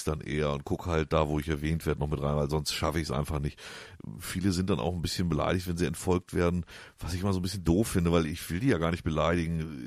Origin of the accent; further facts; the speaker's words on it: Hamburg, Germany; ich komme aus dem Süden von Hamburg, deswegen schlägt ich das Hamburgische nur nicht ganz so rein. Das ist zwar schon die Bezugsstadt natürlich, aber wir sind direkt an der Grenze zu Niedersachsen, also mehr dörflich.